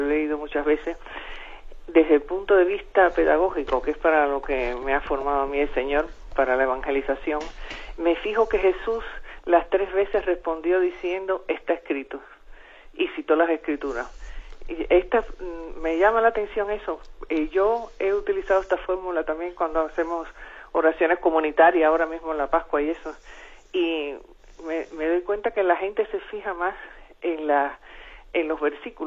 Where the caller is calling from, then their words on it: Madrid, Community of Madrid, Spain; de Madrid.